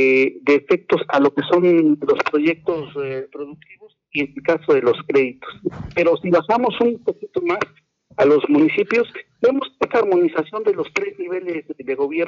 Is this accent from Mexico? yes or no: yes; Mexico; la identidad que nosotros tenemos como mexicanos